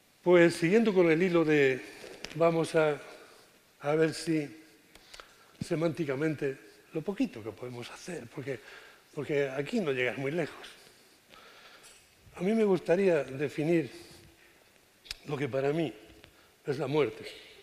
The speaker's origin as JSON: {"language": "Spanish", "town": "Cartagena", "region": "Region of Murcia", "country": "Spain", "said": "Bueno, vengo de Cartagena."}